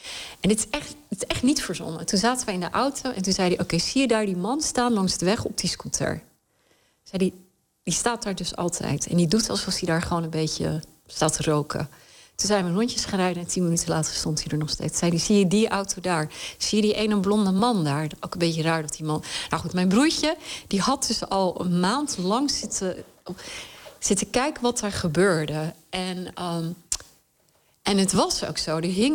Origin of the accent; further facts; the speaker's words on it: Khyber Pakhtunkhwa, Pakistan; born there; Dutch is a second language; waar ik geboren ben, is het gebied aan de ene kant grens wij aan Kashmir, wat natuurlijk ook altijd een onrustig gebied is.